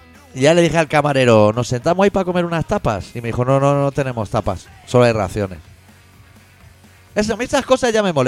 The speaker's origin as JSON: {"language": "Spanish", "region": "Catalonia", "country": "Spain", "said": "Y dice, pero vosotros sois españoles. Y digo, no, yo soy catalán."}